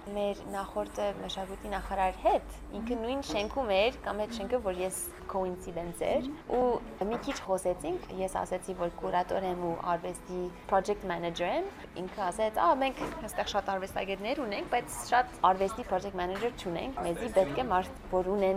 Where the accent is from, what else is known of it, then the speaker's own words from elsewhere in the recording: Boston, Massachusetts, United States; moved away as an adult; also born or lived in Florence, Italy; Ես ծնվել եմ Բոստոնում, այնտեղ եմ մեծացել, մամաս Ֆրանսիա հայ է ու պապաս Ամերիկա հայ էր։